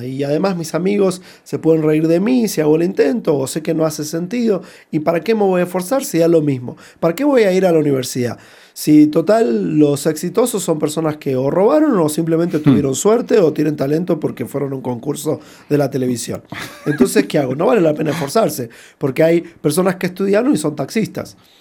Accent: Buenos Aires, Argentina; moved away as an adult; now in United States; yo tuve la oportunidad de trabajar con jóvenes en Argentina, mi país de origen, en Buenos Aires, por muchos años, y después cuando me mudé a los Estados Unidos, de trabajar en California

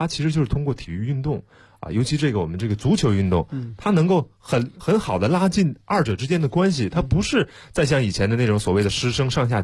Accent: China; 我们中国人都讲究一句老话

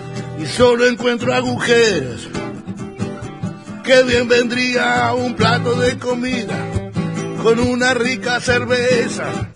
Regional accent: Argentina; Vénganse los gringos a mi Argentina. Si no hay oposición no habrá las que tomar. Mi tierra es mi tierra, mi agua es mi agua, mi sangre es mi sangre

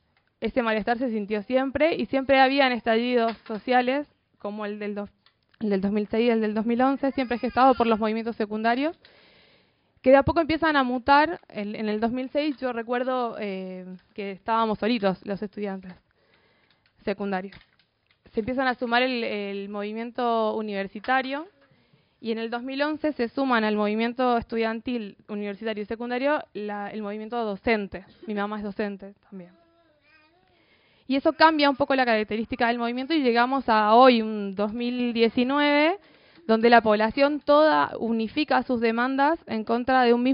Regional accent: Chile; born there; moved away; soy migrante, nací en Chile, soy exiliada por la educación de mercado de mi país.

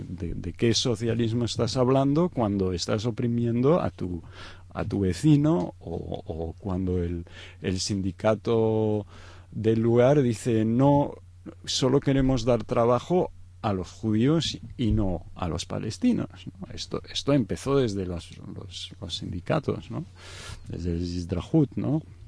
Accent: Egypt; mis padres son de Egipto, yo soy originario de Egipto, mi madre de italiana, pero de origen sefardí

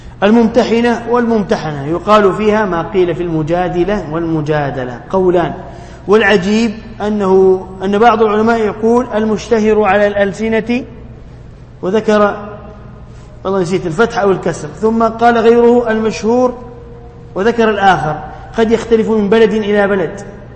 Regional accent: Tunisia; والكتاتيب عندنا في تونس يسمون سورة كذا كذا

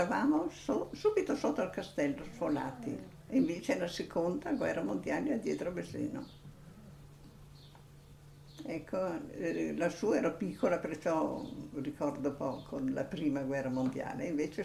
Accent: Calliano, Trentino-Alto Adige, Italy; Io ho dunque 92 anni, compiuti ieri, e sono di Cagliano. Nata e vissuta a Cagliano.

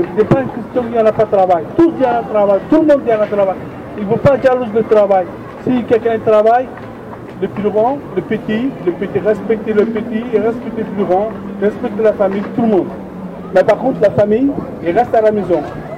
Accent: Turkey; French is a second language; Je suis d'origine de Turquie, à la campagne. J'ai 44 ans.

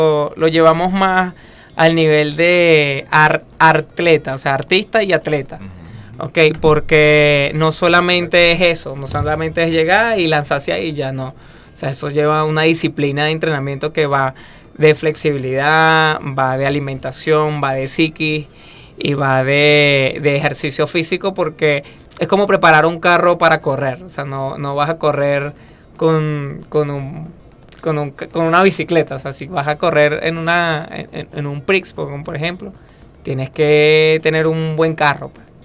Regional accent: Venezuela; Porque bueno, somos venezolanos.

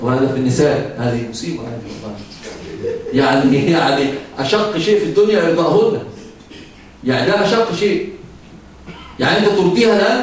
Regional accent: Egypt; عندنا في مصر مثل يقال

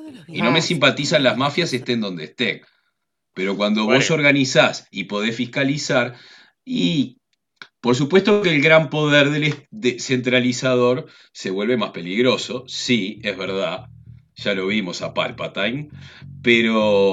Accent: Uruguay; En Uruguay, yo desde que tengo uso de razón

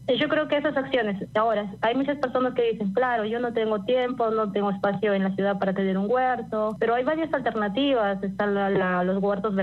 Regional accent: Lambayeque, Peru; Yo soy al norte de Perú, en Lambayeque, y bueno, aquí tenemos bosques secos.

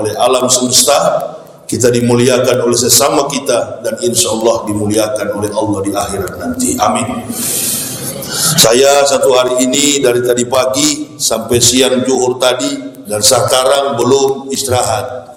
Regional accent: Manado, North Sulawesi, Indonesia; Saya ini orang Manado, lahir dan besar di Manado, sekolah di Manado, Manado asli. Nggak ada campuran. Nenek moyang, opa, oma saya asli Manado.

